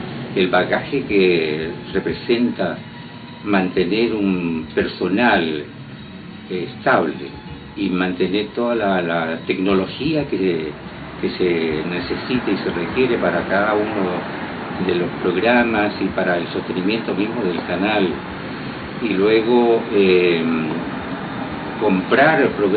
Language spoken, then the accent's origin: Spanish; Copiapó, Atacama, Chile; me inicié en mi juventud, en mi tierra. Mi tierra es una tierra muy bonita, que pudo haber sido la capital de Chile. Se llama Copiapó.